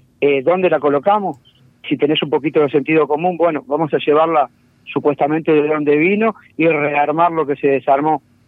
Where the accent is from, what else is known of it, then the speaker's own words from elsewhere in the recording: Parque del Plata, Canelones, Uruguay; Y nací en Parque del Plata